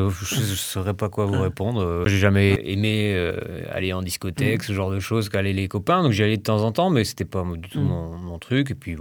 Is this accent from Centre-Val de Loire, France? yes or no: no; Brittany, France; Même si je suis breton, j'y connais rien.